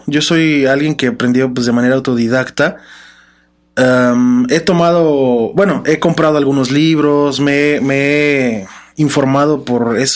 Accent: Mexico; No, pues es que somos mexicanos, no podemos dejar la picardía a un lado

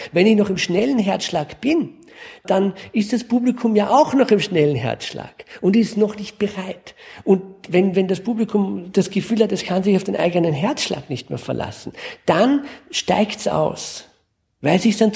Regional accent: France; Ich bin in Frankreich groß geworden. Also wir sind immer in einem anderen Land sozialisiert gewesen.

